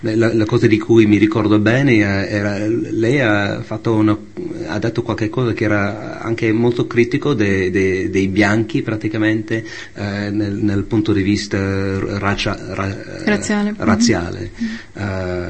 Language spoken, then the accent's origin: Italian; United States; Italian is a second language; Che lui parlava un po' nello stile di Martin Luther King, che per me come americano è uno dei personaggi più famosi, più belli, più puliti dal punto di vista reputazione americani